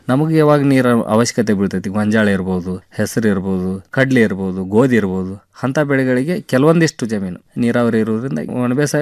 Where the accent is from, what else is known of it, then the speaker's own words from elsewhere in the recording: Morab, Karnataka, India; ನಾವು ಮೂಲತಃ ಧಾರವಾಡ ಜಿಲ್ಲಾ ನವಲಗುಂದ ತಾಲೂಕು ಮೊರಬ ಗ್ರಾಮದ